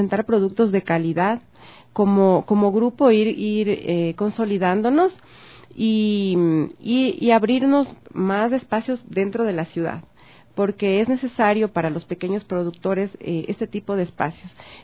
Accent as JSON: {"language": "Spanish", "town": "Quito", "region": "Pichincha", "country": "Ecuador", "said": "Entonces, como quiteños, esperamos recibirles con los brazos abiertos"}